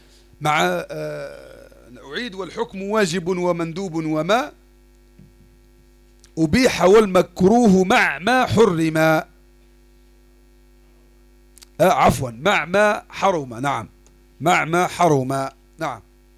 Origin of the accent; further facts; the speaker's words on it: Algeria; وموجودة حتى عندنا في الجزائر احدى الطائرات اللي طاحت هذيك كاين واحد حي